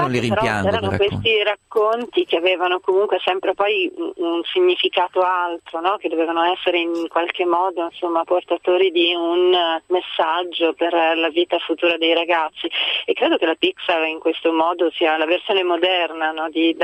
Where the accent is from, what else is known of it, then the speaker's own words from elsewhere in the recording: Milan, Lombardy, Italy; Milano, noi siamo di Milano.